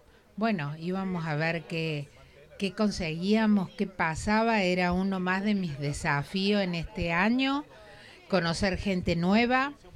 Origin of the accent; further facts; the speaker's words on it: Córdoba, Argentina; Yo vengo de la ciudad de Córdoba